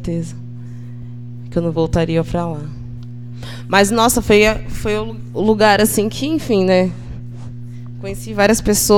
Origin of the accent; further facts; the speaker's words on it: Jaú, São Paulo, Brazil; moved away as an adult; now in São Carlos, Brazil; Eu sou de Jaú, que fica uma hora e quinze daqui de São Carlos. É uma cidade bem menor, que tem mais ou menos uns 140 mil habitantes. Eu nasci e cresci lá. Fiquei até os 22